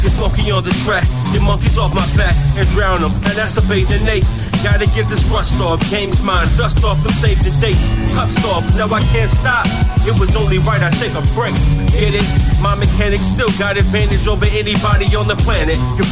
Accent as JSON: {"language": "Italian", "town": "Gallarate", "region": "Lombardy", "country": "Italy", "said": "perché io sono di Gallarate, ma le vie non le conosco bene."}